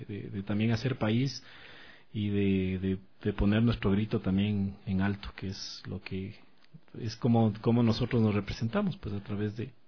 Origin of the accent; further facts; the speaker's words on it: Sangolquí, Pichincha, Ecuador; also born or lived in Quito; yo nací en Quito. En Quito, pero a los 2 años fui a vivir a Sangolquí. Estuve en Sangolquí.